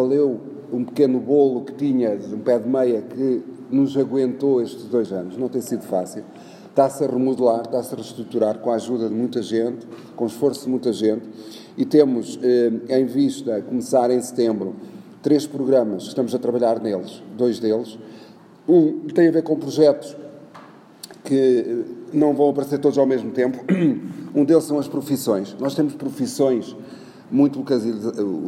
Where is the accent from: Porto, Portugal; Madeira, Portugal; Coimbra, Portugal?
Coimbra, Portugal; Oliveira do Hospital; gosto muito do meu concelho, gosto muito da minha Oliveira, gosto muito da minha zona histórica onde nasci